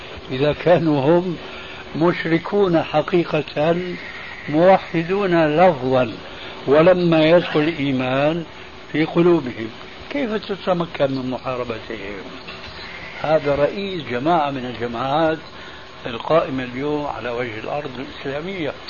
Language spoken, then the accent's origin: Arabic; Syria; فقد وجد شيخ عندنا في سوريا